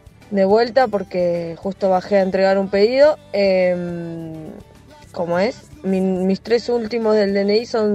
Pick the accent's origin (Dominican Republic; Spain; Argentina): Argentina; Quilmes, Buenos Aires Province; de Quilmes.